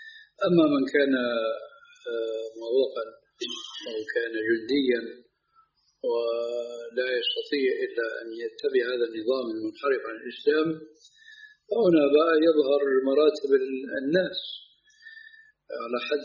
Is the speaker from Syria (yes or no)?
yes; Syria; now in Jordan; ولو أمثلة هنا في الأردن وفي عندنا في سوريا